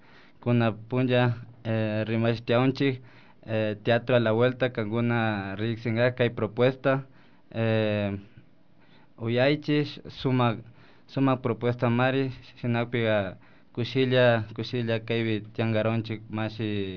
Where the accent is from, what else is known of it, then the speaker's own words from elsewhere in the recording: Arajuno, Pastaza, Ecuador; first language Amazonian Kichwa; Spanish is a second language; Sí, soy del Cantón Arajuno, pertenezco al pueblo quicho de Pastaza.